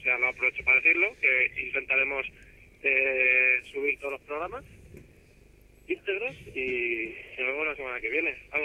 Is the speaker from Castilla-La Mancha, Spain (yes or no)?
yes; Albacete, Castilla-La Mancha, Spain; Que no es Madrid, que es Albacete.